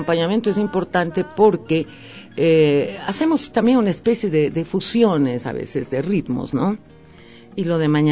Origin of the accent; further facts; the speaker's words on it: Portoviejo, Manabí, Ecuador; now in Quito, Ecuador; Yo se supone que chupa mangos de Puerto Viejo.